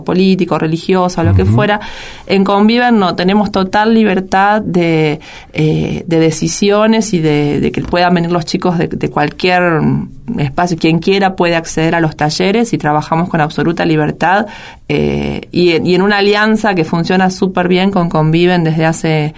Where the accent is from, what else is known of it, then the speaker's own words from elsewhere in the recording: Venado Tuerto, Santa Fe, Argentina; now in Rosario, Argentina; yo no soy de acá, en realidad soy de Venado Tuerto, pero estaba en Rosario estudiando comunicación social.